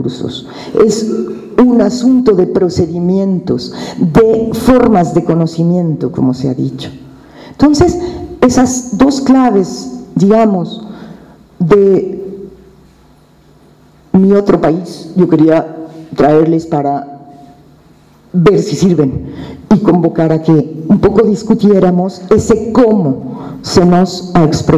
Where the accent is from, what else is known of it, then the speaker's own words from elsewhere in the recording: Mexico City, Mexico; cualquier mexicano, nahua, maya o chilango, como yo